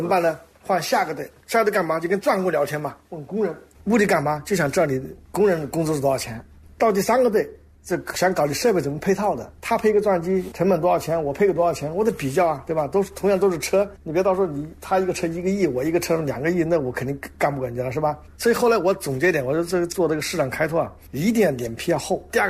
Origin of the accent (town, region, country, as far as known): China